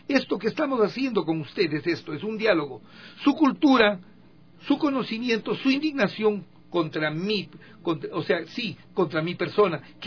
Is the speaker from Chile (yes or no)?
no; Ecuador; esos somos los ecuatorianos, le decía, yo fui emigrante.